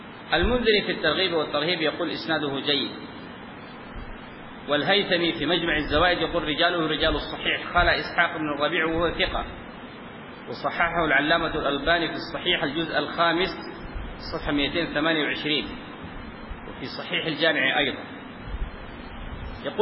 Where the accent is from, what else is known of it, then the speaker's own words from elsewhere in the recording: Sudan; زي ما عندنا في السودان يقول شوف لي الخيرة